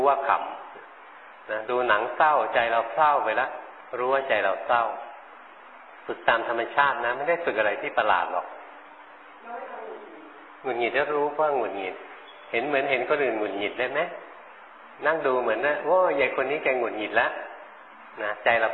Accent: Bangkok, Thailand; เราคนกรุงเทพไม่เคยเห็นหลวงพ่อเห็นนกมาหลวงพ่อก็ไปถามชาวบ้าน

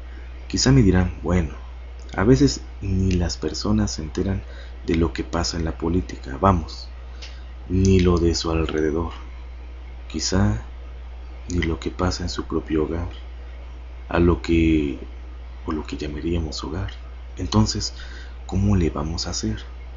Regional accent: Mexico; acá, en México, de donde soy originario.

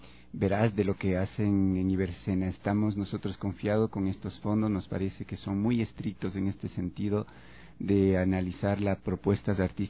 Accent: Ecuador; como latinoamericanos o como ecuatorianos estos dolores los vamos guardando y sonreímos, porque así somos los ecuatorianos

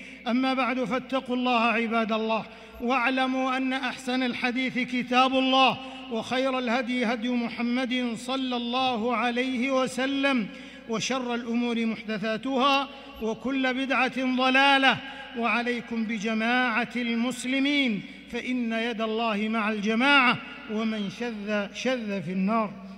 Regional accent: Saudi Arabia; وإننا لنشكر الله عز وجل على ما حبى به بلادنا المملكة العربية السعودية

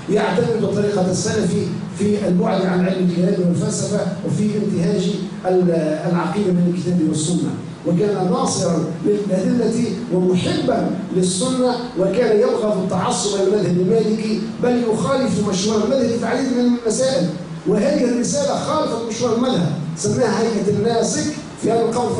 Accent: Tunisia; من خيرة الوطنيين في بلدنا تونس

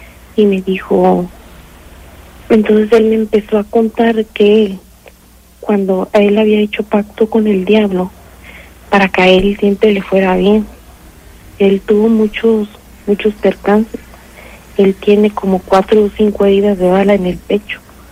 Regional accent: San Miguel de Allende, Guanajuato, Mexico; yo soy originaria de San Miguel de Allende.

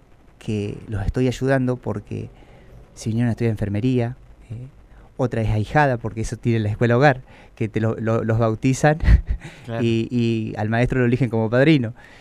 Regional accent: Victorica, La Pampa, Argentina; Yo soy oriundo de Victorica.

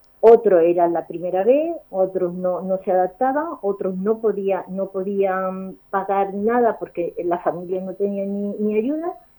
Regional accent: El Puerto de Santa María, Andalusia, Spain; moved away as an adult; now in Valladolid, Spain; Yo soy andaluza, creo que se nota, y me casé y me vine a Valladolid, madre de tres hijos

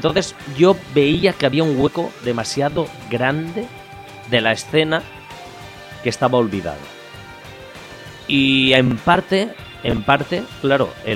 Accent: Ontinyent, Valencian Community, Spain; yo entonces tendría unos 14-15 años, estaba estudiando formación profesional textil, la rama textil aquí en mi pueblo, en Ontinyent.

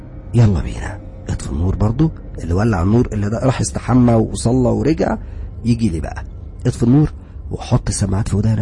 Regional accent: Alexandria, Alexandria Governorate, Egypt; أنا نسيت أقول لكم أنا أصلا من اسكندرية وعايش في اسكندرية ولا زلت عايش في اسكندرية

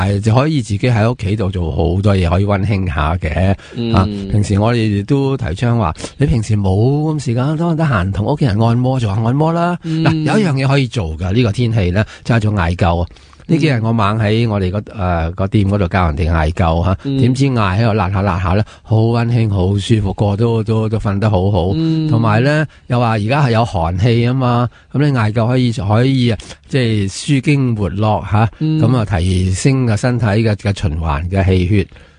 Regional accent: China; 我系中国人嘛，中国人啊

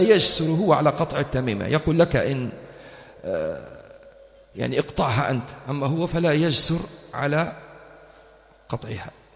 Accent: Tripoli, Tripoli District, Libya; قلت له احنا طرابلسية لازم ناكل حوت أول يوم العيد

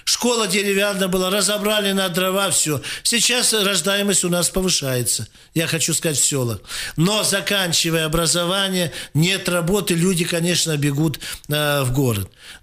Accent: Krasnoyarsk, Krasnoyarsk Krai, Russia; Мы красноярцы, сибиряки.

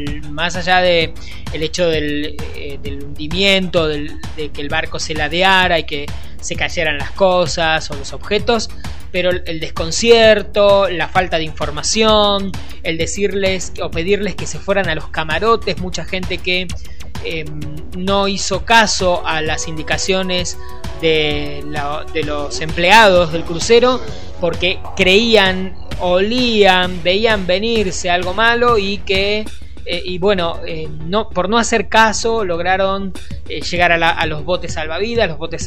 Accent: Argentina; aquí en la Argentina diríamos, frente a esto, estas cosas nos pasan a nosotros que somos argentinos.

